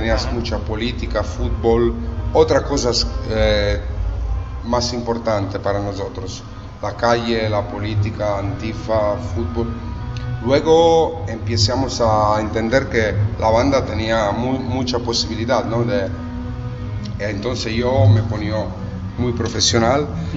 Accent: Italy; Spanish is a second language; porque nosotros somos italianos

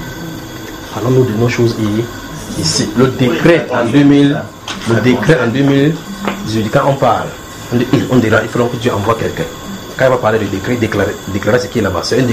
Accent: Cameroon; Si tu es Camerounais, je suis Camerounais.

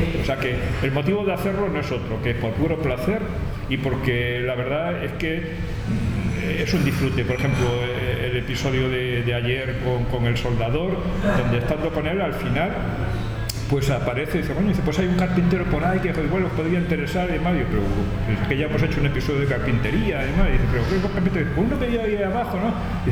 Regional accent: Madrid, Community of Madrid, Spain; yo soy del barrio de Chamartín, también.

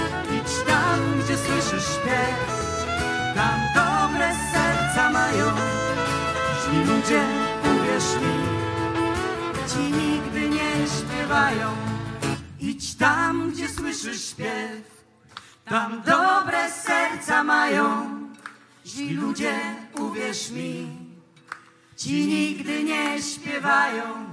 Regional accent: Wrocław, Lower Silesian Voivodeship, Poland; Przyjechaliśmy z Wrocławia, czyli bardzo blisko gór.

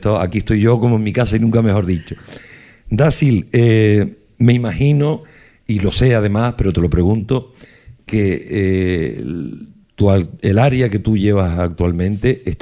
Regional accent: Canary Islands, Spain; Los que venimos de esta tierra de Tosca, de Jable, los que tenemos las raíces aquí

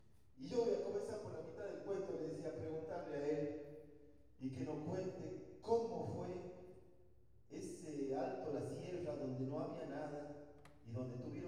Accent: Paysandú, Uruguay; una persona de mi pueblo, de ese Paysandú al que yo tanto amo, que me dio la oportunidad de ser poeta.

